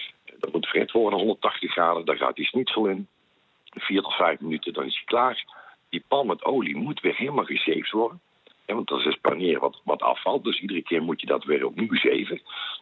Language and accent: Dutch; Netherlands; Wij als Nederlander ondervinden dat ook altijd als we daar op vakantie zijn.